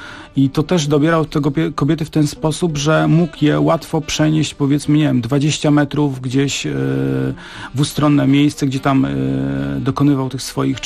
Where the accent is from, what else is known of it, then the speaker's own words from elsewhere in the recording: Gdynia, Pomeranian Voivodeship, Poland; bo ja jestem z Trójmiasta. Wychowywałem się w Gdyni